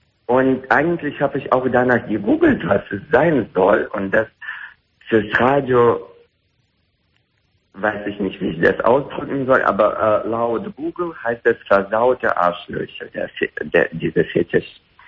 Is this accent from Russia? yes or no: yes; Russia; accent: Russian; German is a second language; Nein, ich bin nicht Franzose, ich bin Russe.